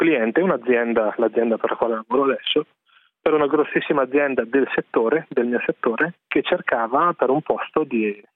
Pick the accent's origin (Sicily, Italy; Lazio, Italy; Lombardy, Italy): Lombardy, Italy; Desenzano del Garda; Da uno dei posti più belli d'Italia. Veniamo dal Lago di Garda.